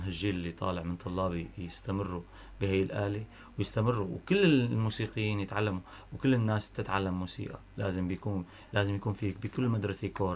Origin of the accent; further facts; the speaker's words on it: Tartus, Tartus Governorate, Syria; انا يعني الى هيك وقع عندي كوني انا ابن طرطوس بالاخير